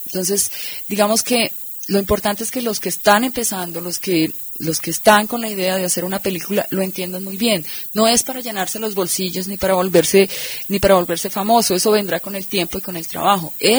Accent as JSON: {"language": "Spanish", "country": "Colombia", "said": "con un cine que nos exprese como colombianos"}